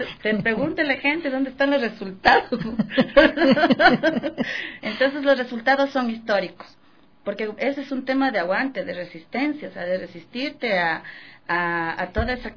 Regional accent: Imbabura, Ecuador; born there; Yo nací en Imbabura, y mi mamá trabajaba aquí

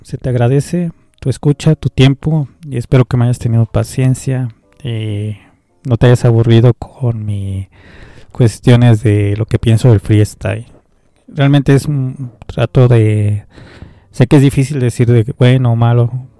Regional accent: Mexico; Qué tan violentos podemos ser uno como hombre, como mexicano, como compa de barrio

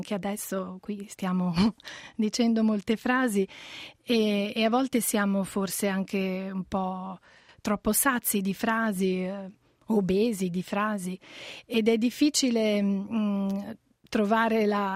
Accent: Liguria, Italy; io appunto sono ligure, un po' anche di conterraneità gioca

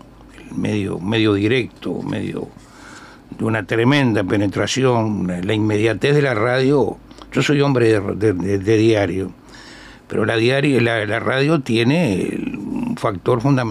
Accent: Montevideo, Uruguay; yo me crié en un barrio como todos. En el caso mío, yo soy del Gurullú, de la Ciudad Vieja. Criado en el buceo. Y después me fui a vivir a Palermo.

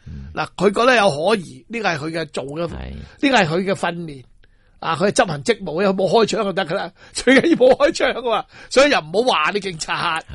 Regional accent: Hong Kong

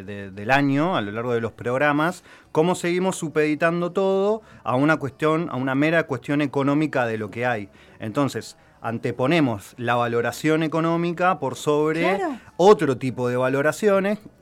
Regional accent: Argentina; algo que nos debería generarnos orgullo como argentinos, argentinas, lo que se logró hacer

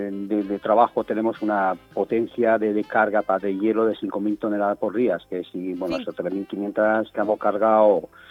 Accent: France; Spanish is a second language; moved away; Es que yo soy de Francia y tenemos nevada así.

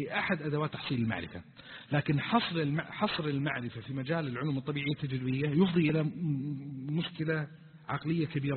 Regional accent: Eastern Province, Saudi Arabia; طبعا كانوا في الرياض وأنا جاي من الشرقية يعني أناقشهم وكذا، فقلت بيني وبينكم أنا جماعتي من الشرقية

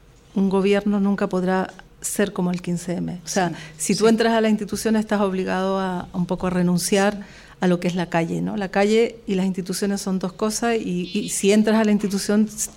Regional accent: Chile; Yo como chilena siempre lo dije

